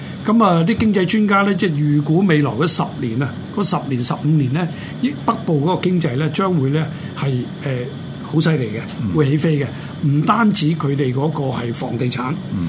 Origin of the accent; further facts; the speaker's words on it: Hong Kong; now in London, United Kingdom; 远少少嘅，譬如到我哋香港人都熟悉嘅呢、這个大球场咁啊